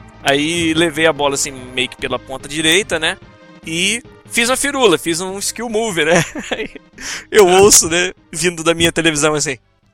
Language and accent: Portuguese; Rio de Janeiro, Brazil; now in Vancouver, Canada; Mas eu sou carioca, pô, vim pra Vancouver, então pra mim é frio pra, cacete.